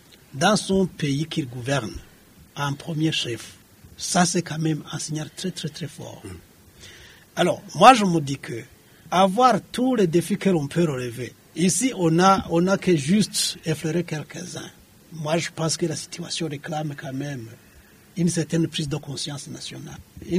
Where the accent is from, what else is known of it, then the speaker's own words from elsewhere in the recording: Burundi; je suis citoyen du Burundi, j'aime mon pays